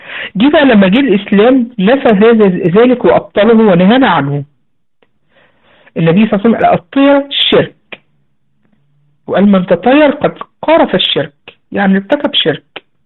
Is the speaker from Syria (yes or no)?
no; Egypt; الذبابه الكبيره عندنا في مصر بقى